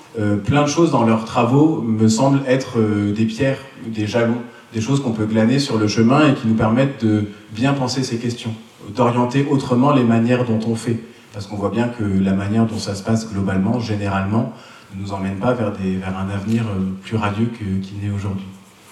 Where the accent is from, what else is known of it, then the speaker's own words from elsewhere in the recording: Normandy, France; Donc je suis normand d'origine